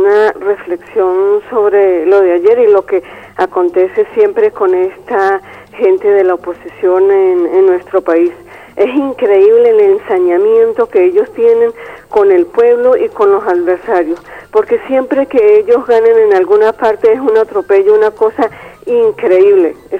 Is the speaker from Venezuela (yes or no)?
yes; Michelena, Táchira, Venezuela; y en mi pueblo, Michelena, estado Táchira, ganó un señor allá también de la oposición